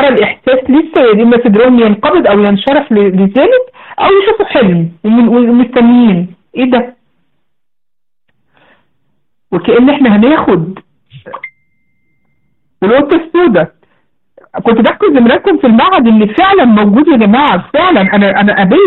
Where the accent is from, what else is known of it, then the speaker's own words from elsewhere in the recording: Egypt; الذبابه الكبيره عندنا في مصر بقى